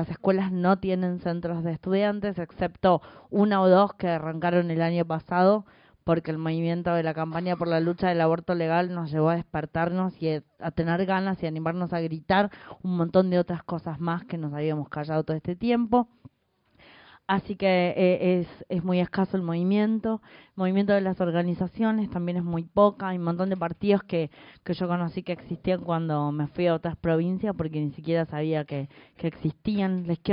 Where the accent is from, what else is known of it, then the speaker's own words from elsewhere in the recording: San Luis, Argentina; also born or lived in Córdoba; now in Buenos Aires, Argentina; soy puntana, nací en San Luis, estudié en Córdoba, volví a San Luis, me vine hace 2 años a vivir acá a Buenos Aires.